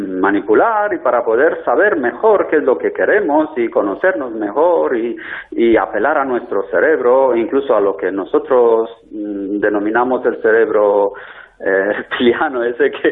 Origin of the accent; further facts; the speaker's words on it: Lugoj, Timiș County, Romania; Spanish is a second language; Os saludo desde Rumanía, porque en estas fechas navideñas sí que estoy pasando unos días aquí en mi país natal, en mi ciudad natal de Rumanía, en Lugos, que es como Lugo, el español, pero terminando en J.